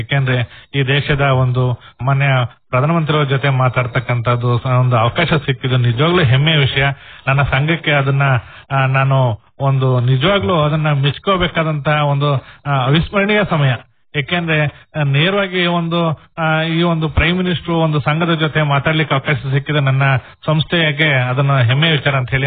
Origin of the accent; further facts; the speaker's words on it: Alur, Karnataka, India; ಮೂಲತಃ ನಂದು ಭೈರಪ್ಪರ, ಆಲೂರು ತಾಲೂಕು. ನಾವು ಅಲ್ಲಿಂದ ನಾನು ಸಕಲೇಶ್ಪುರ ತಾಲೂಕಲ್ಲಿ ವಂಗಳ ಕೋಪರೇಟಿವ್ ಸೊಸೈಟಿನಲ್ಲಿದ್ದೆ, ಅಲ್ಲಿಂದ ಸಕಲೇಶ್ಪುರ ತಾಲೂಕಲ್ಲಿ ಹೊಸೂರಲ್ಲಿದ್ದೆ.